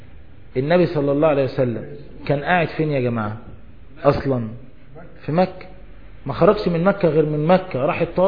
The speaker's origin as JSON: {"language": "Arabic", "country": "Egypt", "said": "احنا عندنا في مصر انت ممكن تروح للراجل اللي بيبيع الدجاج فراخ"}